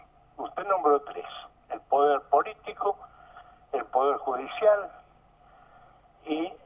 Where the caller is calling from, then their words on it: Villa del Parque, Buenos Aires, Argentina; soy de Villa del Parque.